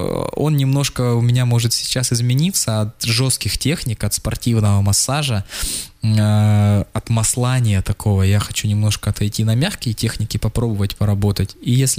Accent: Khakassia, Russia; Но я сам из Хакасии. Нигде такого разнотравия нет, как в хакасских степях

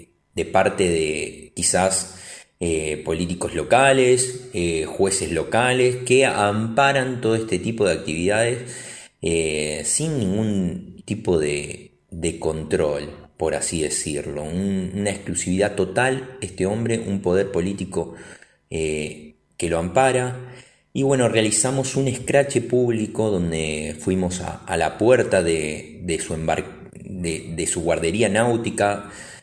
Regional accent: Rosario, Santa Fe, Argentina; los que somos rosarinos

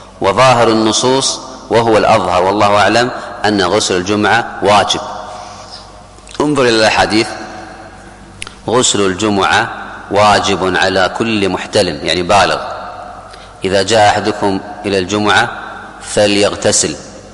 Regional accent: Kuwait; حتى عندنا في الكويت في قبل 30-40 سنة اللي أذكر

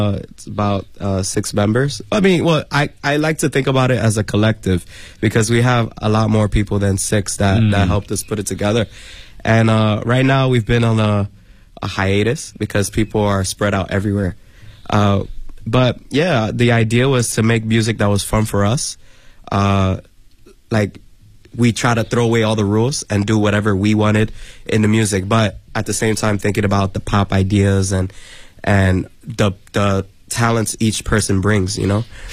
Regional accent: Bronx, New York, United States; And I mean, I was born and raised in the Bronx, so I grew up with hip hop and R&B.

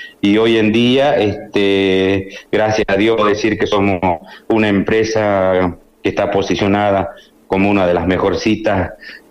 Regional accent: Cachi, Salta, Argentina; now in Salta, Argentina; Yo soy de Cachi y siempre es un placer, por más que estoy en Salta, tengo mis raíces ahí, tengo toda la familia ahí

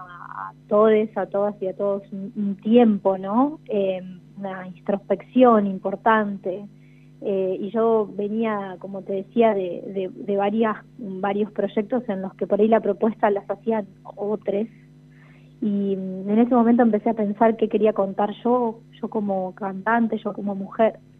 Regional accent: La Pampa, Argentina; pospandemia me volví a vivir a La Pampa, en la pandemia en realidad, a mi pueblo

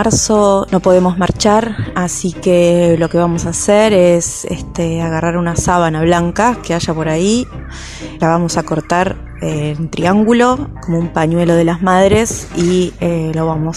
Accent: Buenos Aires, Argentina; de Parque Chas.

